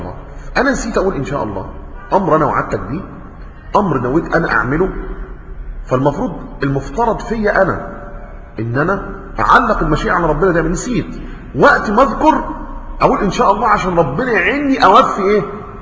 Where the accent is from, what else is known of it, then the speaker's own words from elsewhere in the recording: Egypt; بعض الناس المشهورين عندنا كمصريين